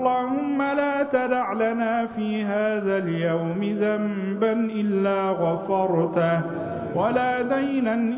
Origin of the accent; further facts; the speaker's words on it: Egypt; اللهم اجعل بلدنا مصر أمنا أمانا سلما سلاما سقاء رخاء